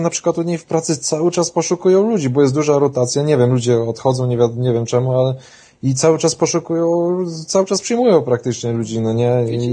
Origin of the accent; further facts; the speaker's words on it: Wrocław, Lower Silesian Voivodeship, Poland; bo jestem z Wrocławia, życie we Wrocławiu jest trochę drogie